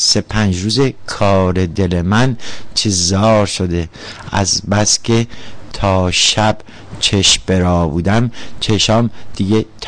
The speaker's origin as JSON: {"language": "Persian", "country": "Iran", "said": "میگن مازندرانی هستم، ولی واقعیتش اینه که نمیدونم اهل کجام، ولی ایرانی هستم، افتخار میکنم که ایرانی هستم"}